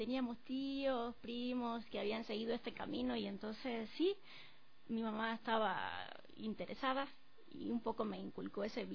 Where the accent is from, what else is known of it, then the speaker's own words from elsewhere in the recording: Cuba; now in Ecuador; Yo soy, yo nací en Cuba, sí, soy cubana y hace poco me tuve la dicha de también hacerme ecuatoriana, me hice la nacionalidad por naturalización, estoy casada con un ecuatoriano